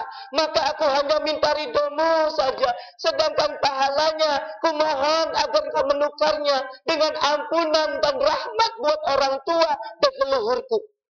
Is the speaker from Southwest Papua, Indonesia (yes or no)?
no; Cirebon, West Java, Indonesia; Kita orang Cirebon ramekan Bu, ya.